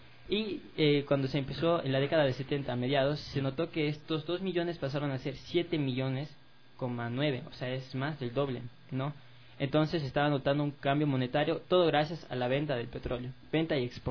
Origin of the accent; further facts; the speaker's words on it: Quito, Pichincha, Ecuador; creo que es parte de los ciudadanos como quiteños